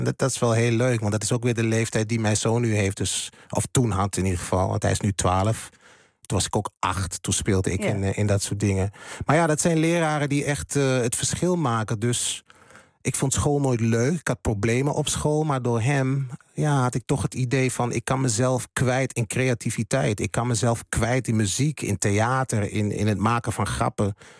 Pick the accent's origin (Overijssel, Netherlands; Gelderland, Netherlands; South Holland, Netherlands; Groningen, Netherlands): Overijssel, Netherlands; Hengelo; Maar ik ben wel een tukker. En dat ben ik ook altijd geweest. Want ik ben geboren en getogen in Hengelo. Dus dan ben ik een tukker.